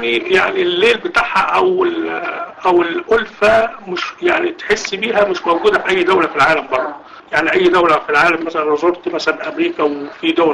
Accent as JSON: {"language": "Arabic", "country": "Egypt", "said": "فكان صاحب الفندق لما عرف ان احنا مصريين"}